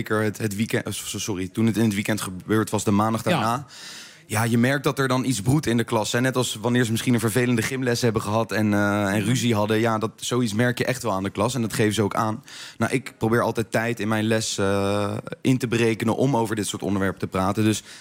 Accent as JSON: {"language": "Dutch", "town": "The Hague", "region": "South Holland", "country": "Netherlands", "tie": "born or raised there", "said": "Ik ben opgegroeid in Den Haag met freestylen, zeg maar."}